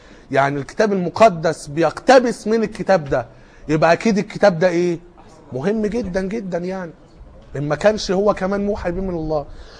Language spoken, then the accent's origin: Arabic; Egypt; اللي كان موجود في اسكندرية عندنا في مصر وقتها